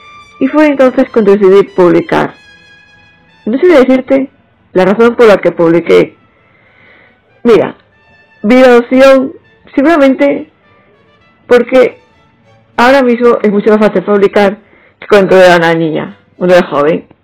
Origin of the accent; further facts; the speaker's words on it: Barcelona, Catalonia, Spain; Soy de Barcelona y en esa ciudad se ha desarrollado toda mi vida. Aunque tengo sangre manchega por parte de padre y gallega por parte de madre. Estudié informática, más concretamente programación